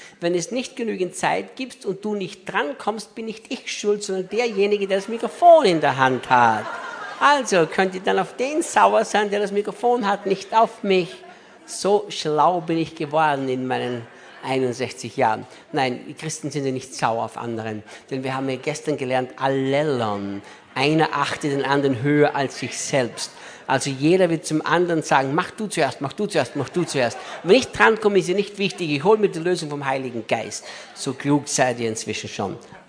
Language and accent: German; Austria; now in Brazil; Ich bin ja Brasilianer, nicht Österreicher mehr.